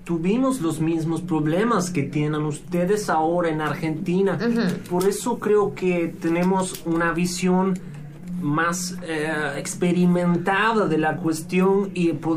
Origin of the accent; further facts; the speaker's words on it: Ecuador; Yo vengo de Ecuador